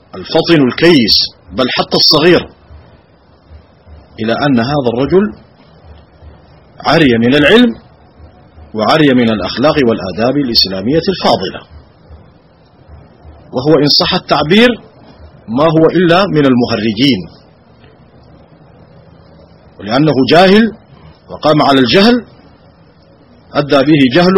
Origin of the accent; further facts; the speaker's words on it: Sudan; نعاني في بلادنا السودان ها هنا